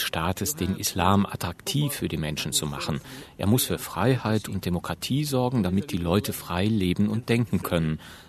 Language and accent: German; Cairo, Cairo Governorate, Egypt; Ich bin in Kairo aufgewachsen.